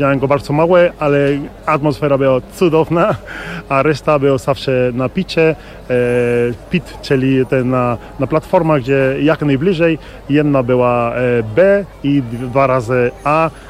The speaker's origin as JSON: {"language": "Polish", "town": "Córdoba", "region": "Andalusia", "country": "Spain", "second_language": "Polish", "moved": "yes", "lives_now": "Poland", "said": "tak naprawdę. Jestem z Kordoby, Hiszpania. Region Andaluzja, czyli tam najcieplej w całej Europie. Jestem w Polsce od prawie 20 lat."}